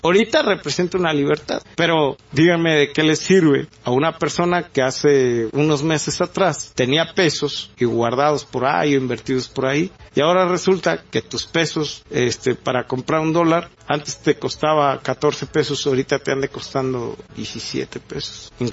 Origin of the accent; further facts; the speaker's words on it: Mexico; somos mexicanos, que no somos muy altos, que estamos chaparros, prietos y panzones